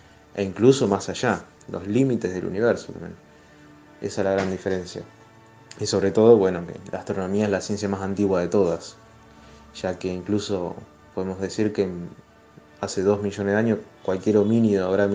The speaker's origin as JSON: {"language": "Spanish", "town": "Rosario", "region": "Santa Fe", "country": "Argentina", "said": "de Rosario, me encargo de la columna de astronomía"}